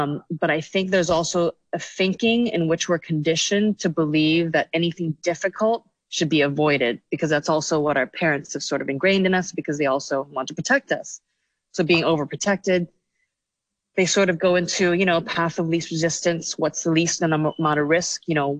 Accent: Hong Kong; growing up in Hong Kong, you come from a society where a lot of people value your status, how much money you make, what you're wearing and all these things.

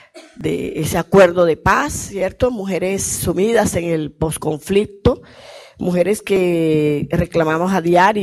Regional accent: Colombia; Vengo de Colombia.

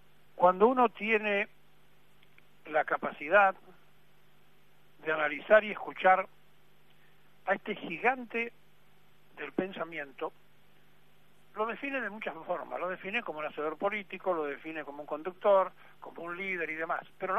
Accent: Argentina; Es muy difícil ser argentino, porque somos difíciles los argentinos.

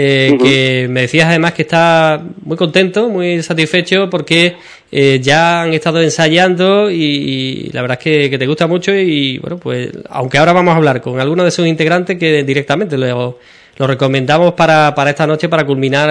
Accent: Ubrique, Andalusia, Spain; porque soy de aquí, de Ubrique

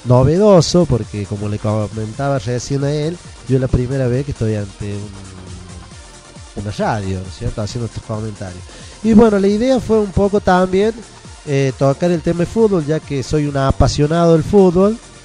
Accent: Argentina; Pero yo le tengo mucha fe a Argentina, somos argentinos

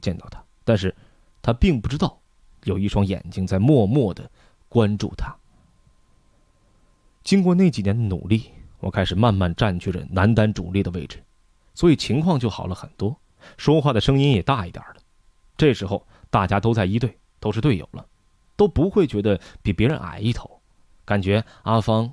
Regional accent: Fujian, China; 我是福建人

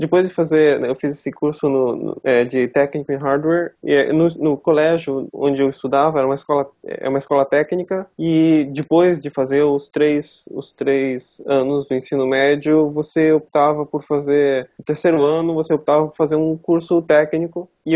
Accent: Joinville, Santa Catarina, Brazil; eu sou de Joinville, né, eu tô aqui agora, eu nasci aqui

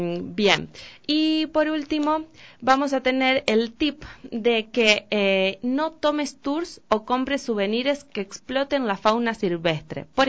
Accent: Pergamino, Buenos Aires Province, Argentina; yo soy de Pergamino, y viajaba a Rosario, Pergamino Rosario

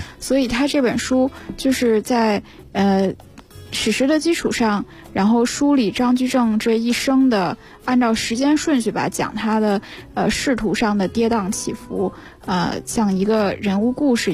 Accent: Hebei, China; 我是河北的。

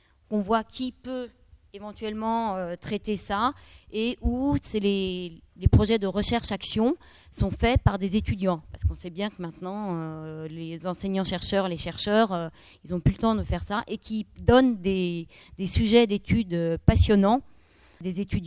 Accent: Grenoble, Auvergne-Rhône-Alpes, France; Alors, je suis de Grenoble.

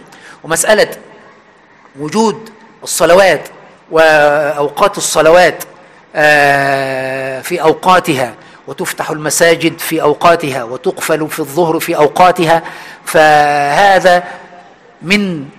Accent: Aswan, Aswan Governorate, Egypt; moved away; حتى عندنا في أسوان عندما آخر مرة رحتها من حوالي 10 سنين

